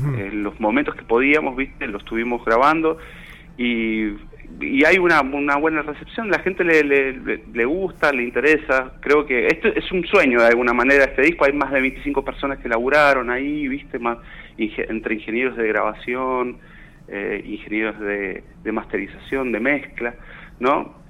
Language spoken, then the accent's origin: Spanish; Mendoza, Argentina; moved away as an adult; now in Buenos Aires, Argentina; Sí, vivo en Capital, vivo en Mataderos, tengo 45 años. Hace 11 años que me vine de Mendoza acá a Buenos Aires y, bueno, como te digo, la historia fue, como venía de un pueblito muy muy chiquito